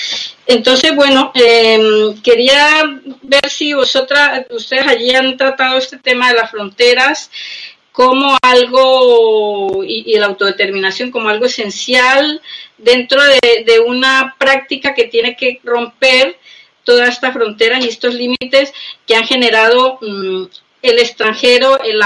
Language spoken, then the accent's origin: Spanish; Colombia; moved away; yo soy migrante, soy colombiana.